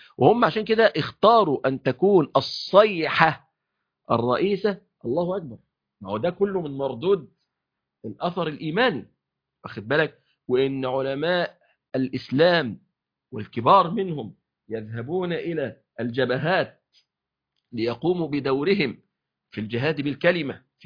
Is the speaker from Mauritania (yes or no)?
no; Egypt; يعني احنا عندنا في مصر مثلا